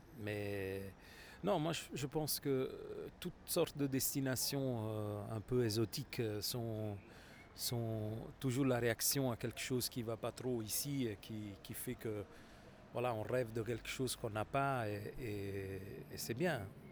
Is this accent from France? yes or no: no; Naples, Campania, Italy; French is a second language; je l'ai vécu aussi chez moi à Naples, au sud de Naples